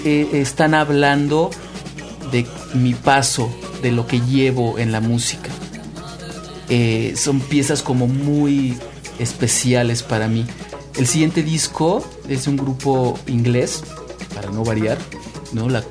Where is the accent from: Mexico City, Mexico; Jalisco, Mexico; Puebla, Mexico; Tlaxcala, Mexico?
Mexico City, Mexico; nosotros somos del Distrito Federal